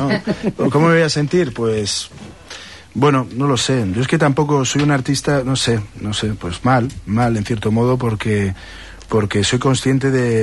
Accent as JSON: {"language": "Spanish", "town": "Madrid", "region": "Community of Madrid", "country": "Spain", "said": "Esta es un retazo del metro de Madrid, de la ciudad de donde soy, ¿no?"}